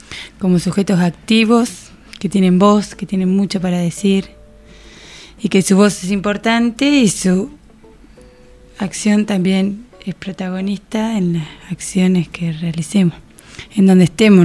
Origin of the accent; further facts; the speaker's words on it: Ayacucho, Buenos Aires Province, Argentina; Bueno, nací en Ayacucho, acá cerquita de La Plata, 5 horas por ahí. Y como muchos compañeros también que somos de Ayacucho. Y bueno, y ahí vivo en un barrio. El barrio Martín Fierro.